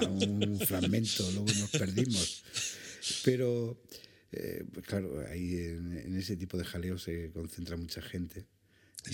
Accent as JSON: {"language": "Spanish", "region": "Andalusia", "country": "Spain", "said": "como si hubiera tomado gazpacho, ya que soy andaluz, algo así."}